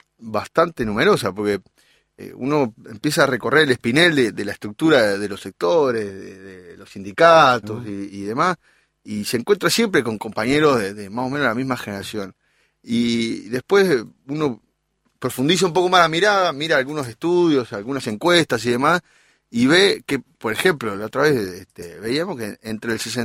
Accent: Montevideo, Uruguay; born there; now in Canelones, Uruguay; En Montevideo, pero vivo en Canelones.

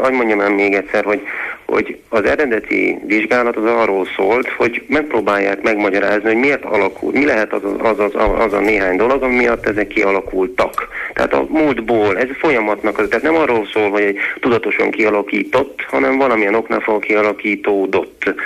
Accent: Szeged, Csongrád-Csanád, Hungary; hogyha történetesen én szegedi vagyok, egyetemi város

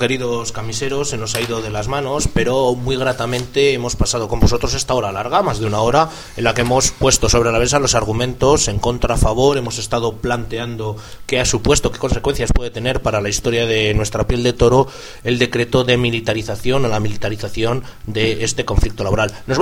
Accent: Burgos, Castile and León, Spain; Es que soy de Burgos, tío, de Gamonal.

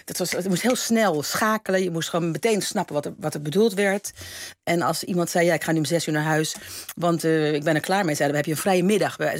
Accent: Amsterdam, North Holland, Netherlands; also born or lived in Utrecht; Nee, ik ben in Amsterdam opgegroeid, in Amsterdam. En ik ben daarna, heb ik nog in Utrecht gewoond. En ik ken hem uit de tijd dat ik in Utrecht woonde. Althans, kende ik Jantje, dus ook Frans. Maar ik ben een Amsterdamse.

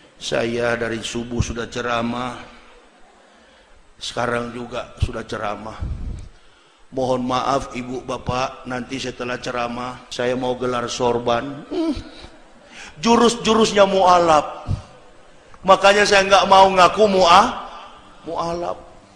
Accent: Manado, North Sulawesi, Indonesia; saya juga orang Manado

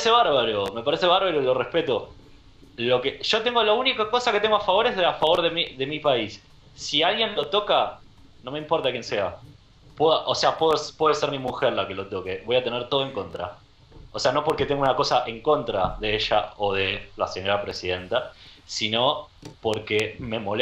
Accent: Argentina; born there; Menos algo que tiene que ver con mi país, con mi tierra, donde nací.

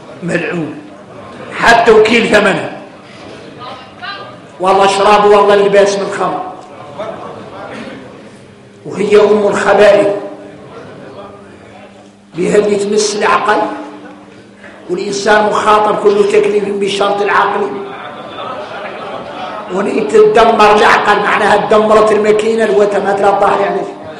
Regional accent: Mauritania; احنا موريتاني طالع لينا حتى والخيمة الكبيرة

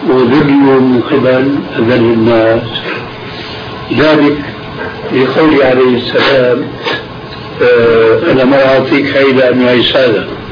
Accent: Aleppo, Aleppo Governorate, Syria; يعني عندنا في حلب

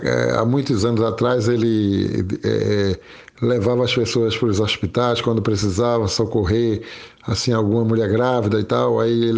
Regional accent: Recife, Pernambuco, Brazil; A minha infância foi lá em Torrões. Torrões é Zona Oeste também, né, de Recife. Aí a minha infância foi toda em Torrões. A gente, quando veio aqui para o Engenho do Meio, eu já estava com 12 ou 13 anos e estou até agora, né?

